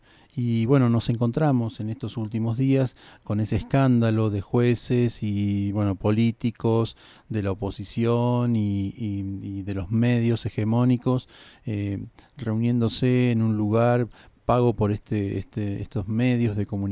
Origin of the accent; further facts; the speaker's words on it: Argentina; Procuremos, como argentinos, ser inteligentes, ser ciudadanos